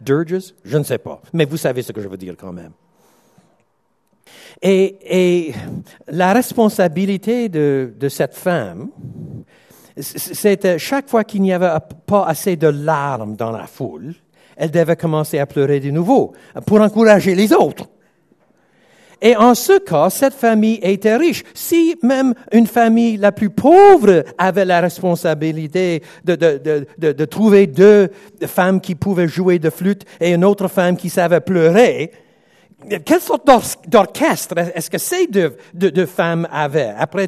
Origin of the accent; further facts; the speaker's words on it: Quebec, Canada; Maintenant, je suis Québécois. J'ai un peu les deux.